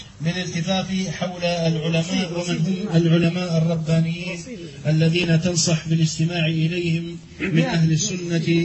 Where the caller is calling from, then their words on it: Ajdabiya, Al Wahat District, Libya; نحن إجدابية بالقرب من بنغازي تبعد عن بنغازي حوالي 150 كيلو متر تقريبا